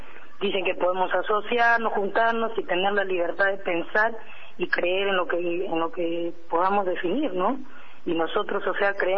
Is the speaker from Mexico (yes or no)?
no; Peru; nosotros somos peruanos. No podríamos ser chavistas porque no somos venezolanos.